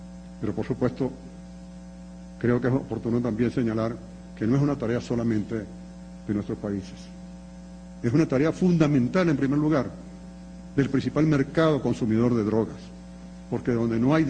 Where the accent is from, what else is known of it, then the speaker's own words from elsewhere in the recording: Venezuela; Porque yo como venezolano, nosotros los de Venezuela y creo que de otros territorios fronterizos con Colombia, sufrimos las consecuencias del conflicto armado en Colombia.